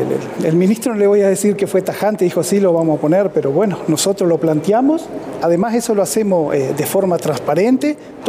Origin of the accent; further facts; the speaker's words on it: Bella Unión, Artigas, Uruguay; en mi caso, que soy de Bella Unión